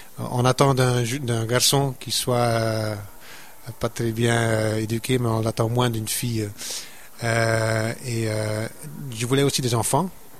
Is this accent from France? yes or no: no; Flanders, Belgium; accent: Flemish; first language Dutch; French is a second language; comme je suis un flamand, d'où mon accent d'ailleurs, je suis un néerlandophone à la base